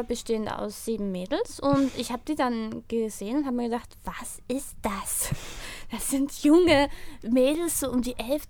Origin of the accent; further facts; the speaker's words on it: Salzburg, Austria; also born or lived in Japan; Ich bin 19 Jahre alt. Ich bin in Salzburg geboren. Ich bin Österreicherin. Ich komme aus Salzburg. Ich wohne auch gerade wieder in Salzburg. Ich habe aber 2 Jahre ungefähr in Japan verbracht.